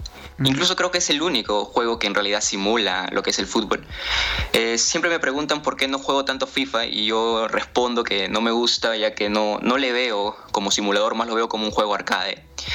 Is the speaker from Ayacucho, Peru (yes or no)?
no; Ica, Peru; como ya lo mencionaste, soy de Perú, exactamente vivo en Ica, que es un departamento que está a 4 horas de la capital, que es Lima.